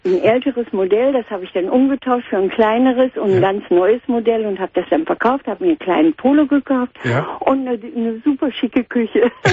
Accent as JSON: {"language": "German", "region": "North Rhine-Westphalia", "country": "Germany", "said": "ich komme aus dem Ruhrgebiet"}